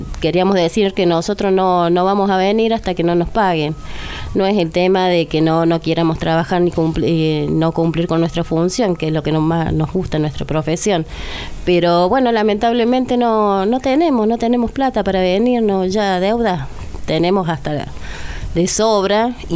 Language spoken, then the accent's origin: Spanish; Cruz del Eje, Córdoba, Argentina; La mayoría somos de Cruz del Eje, tenemos muchas deudas